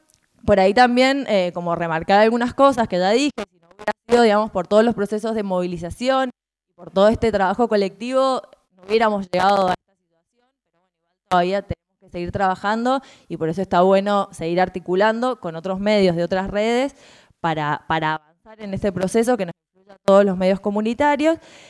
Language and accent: Spanish; Mendoza, Argentina; nosotros somos de Mendoza, hacíamos movidas en Mendoza